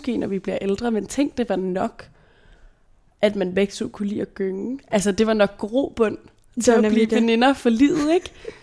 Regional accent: Brøndby, Capital Region of Denmark, Denmark; du bor faktisk lidt i grænselandet mellem sådan Brøndby, hvor jeg er vokset op faktisk

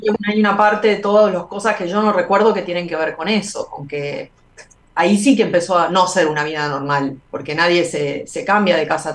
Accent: Argentina; now in Mexico; sí, yo vine de Argentina, estoy exiliado, vine de Argentina.

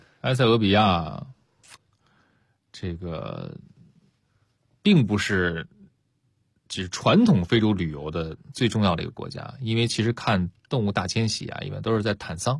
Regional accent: China

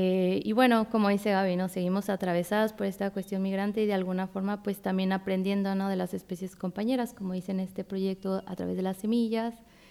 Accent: Mexico; somos mexicanas, era como ese, así escuchar esa voz y decir, estamos acá, solas, migrantes.

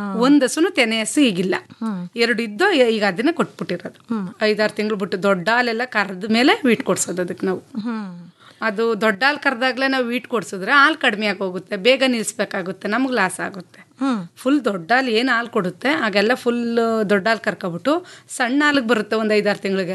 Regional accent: Sihalli, Karnataka, India; ಬಿಸಿ ಹಳ್ಳಿ ಬನ್ನೂರ ಹತ್ರ ಮೇಡಮ್.

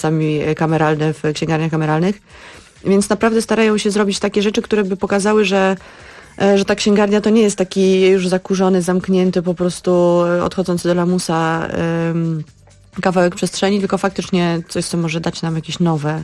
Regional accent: Warsaw, Masovian Voivodeship, Poland; No tu by mi było najłatwiej zadziałać, bo jestem z Warszawy.

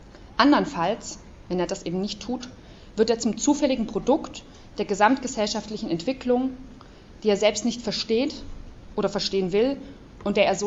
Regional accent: Leipzig, Saxony, Germany; ich komme aus Leipzig

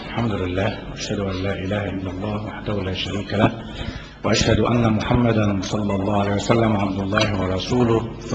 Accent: Egypt; وعندنا في مصر هنا اعدموا طيور كتير جدا

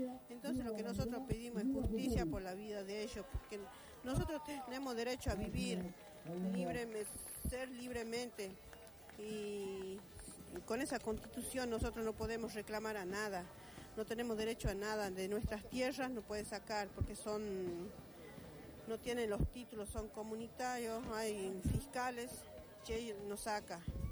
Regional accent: San Salvador de Jujuy, Jujuy, Argentina; venimos desde San Salvador de Jujuy, de la provincia.

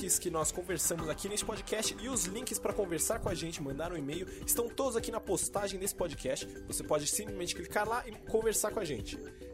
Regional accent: Brazil; É porque a gente é brasileiro.

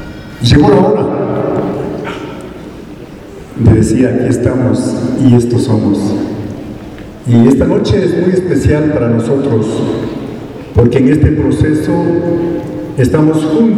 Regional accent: Ecuador; Pero sobre todo, somos ecuatorianos que conocemos al Ecuador y queremos el Ecuador.

